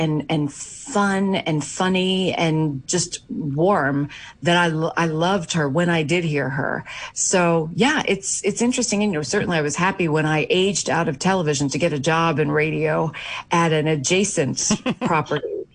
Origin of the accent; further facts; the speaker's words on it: New York, United States; My mother always told me these stories when I was growing up in New York in the 70s.